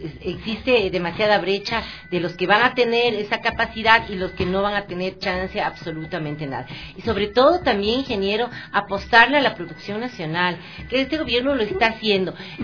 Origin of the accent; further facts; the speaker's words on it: Ecuador; conciencia de lo que realmente representamos como ecuatorianos, de esta maravillosa tierra